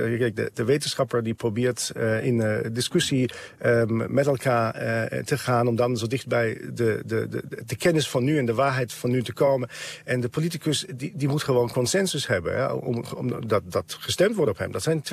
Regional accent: Germany; now in Netherlands; Ik kom uit Duitsland, ik wil terug en ik wil ook meenemen wat ik hier heb geleerd.

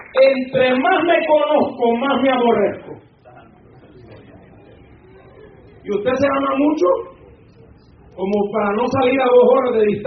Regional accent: Honduras; Le pedí baleadas, porque soy hondureño, los hondureños comemos baleadas y macheteadas.

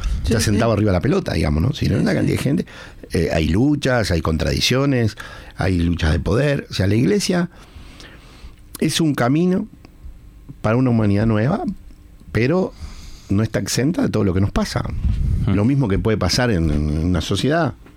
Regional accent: Uruguay; voy a decir lo que pienso yo como anglicano. No es como si dijéramos todos los uruguayos, no, yo lo que pienso yo como uruguayo

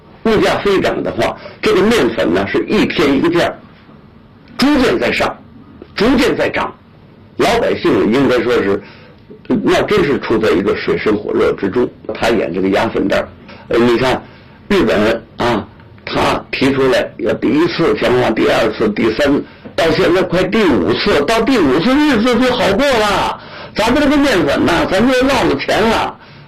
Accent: China; 他要制造武器，他要打我们中国人

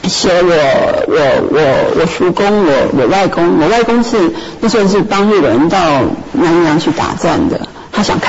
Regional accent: Taiwan; 我觉得台湾就是我们在台湾长大人对这种家国啊、自己什么人啊、身份认同这种东西都特别的模糊，特别的没办法界定

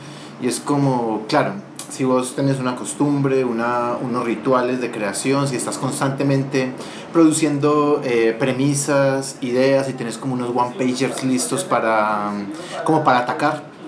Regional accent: Antioquia, Colombia; soy paisa y estamos dados un poco pues como a darnos latigazos y somos muy católicos

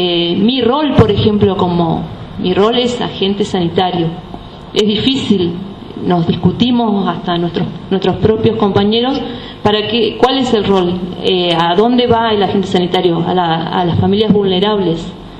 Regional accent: Los Repollos, Río Negro, Argentina; Soy pobladora de Los Repollos desde siempre, 41 años. Soy exalumna de una escuela rural, de la escuela 214.

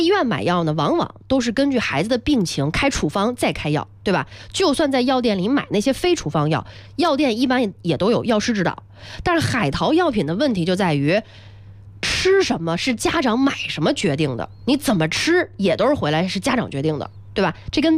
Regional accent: Shijiazhuang, Hebei, China; 可不是吗，我家乡是石家庄的

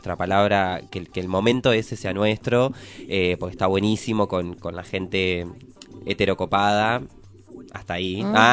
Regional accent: Sancinena, Buenos Aires Province, Argentina; Yo soy de Sancinena, un pueblo que queda en el noroeste de la provincia de Buenos Aires, entre Trenquelauquen y General Villegas. Sí, yo soy re provinciana.

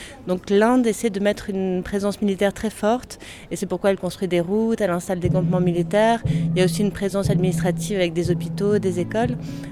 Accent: Puy-Saint-Vincent, Provence-Alpes-Côte d'Azur, France; Je viens moi-même d'un petit village des Hautes-Alpes puisque je suis née et j'ai grandi à Puy-Saint-Vincent. Et mes grands-parents paternels étaient agriculteurs.

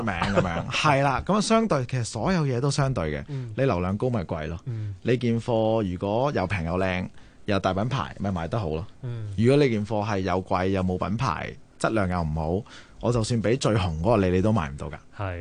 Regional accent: Hong Kong; 如果係作為香港人啦，土生土長，去到好多嘢，好多文化上面唔同咯，

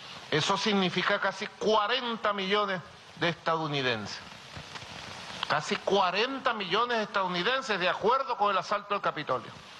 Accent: Venezuela; somos los venezolanos y venezolanas que hemos sido víctimas de su locura

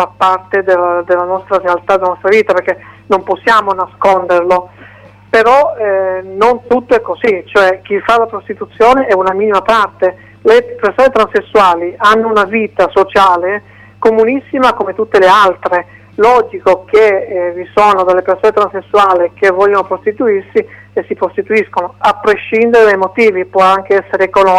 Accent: Turin, Piedmont, Italy; Torino, io parlo Torino perché sono di Torino

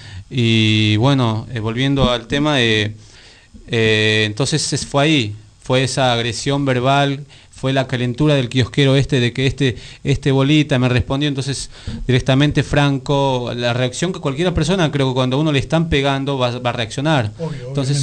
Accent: Bolivia; hay muchas personas que somos, los bolivianos somos muy, hay muchos, son muy sumisos

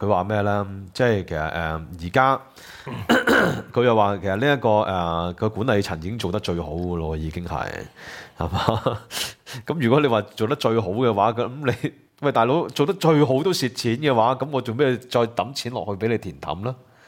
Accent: Hong Kong; 因為我哋香港人集體回憶

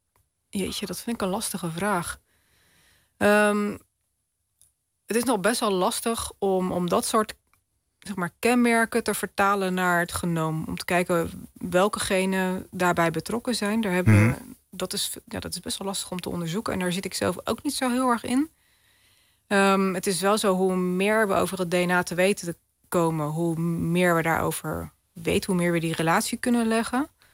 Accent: Netherlands; born there; Ik ben in Europa geboren, in Nederland.

